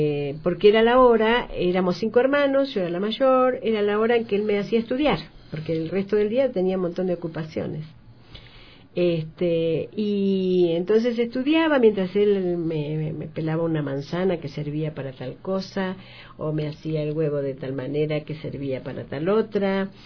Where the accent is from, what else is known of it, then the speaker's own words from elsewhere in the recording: Bahía Blanca, Buenos Aires Province, Argentina; born there; Bueno, nací en Argentina hace ya unos cuantos años, que no creo que vengan al caso. Y nací en una ciudad que se llama Bahía Blanca